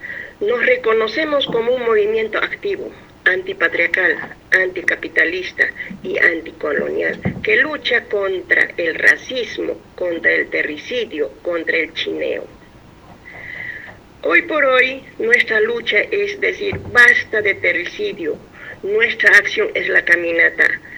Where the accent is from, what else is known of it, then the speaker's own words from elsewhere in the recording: Peru; soy de Perú, de la nación Aymara.